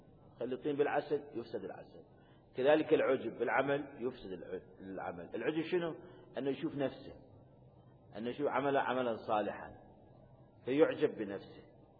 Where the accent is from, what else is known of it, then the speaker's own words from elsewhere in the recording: Iraq; عشان عندنا بالعراق والدي الله يرحمه أمواتكم فالمنطقة كانت عشائرية